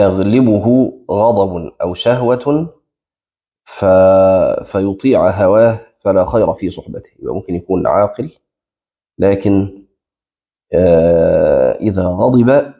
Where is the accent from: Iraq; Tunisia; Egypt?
Egypt; في مثل عندنا في مصر يعني مشهور